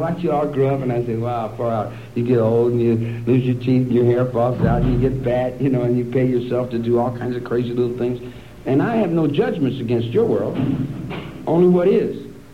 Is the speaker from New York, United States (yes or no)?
no; Kentucky, United States; now in Wheeling, United States; where I live in Wheeling, West Virginia. I'm from Kentucky. I'm a Kentucky boy.